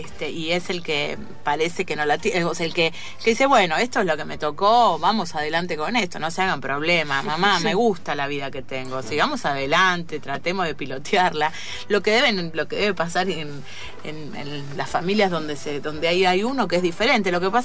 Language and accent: Spanish; Tres de Febrero, Buenos Aires Province, Argentina; yo vengo de la provincia de Buenos Aires, del conurbano.